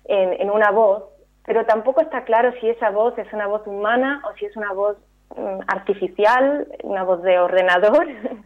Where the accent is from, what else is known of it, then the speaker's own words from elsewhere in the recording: Spain; now in Berlin, Germany; Yo he crecido en España y soy medio española, pero me he educado a nivel universitario y a empezar a trabajar en extranjero, ¿no? Y ahora vivo también, o sea, sigo viviendo en Berlín.